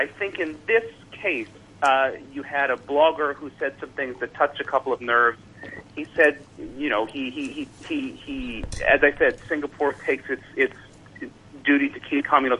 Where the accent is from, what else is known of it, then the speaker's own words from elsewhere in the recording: United States; I was raised in the United States. I have no religion.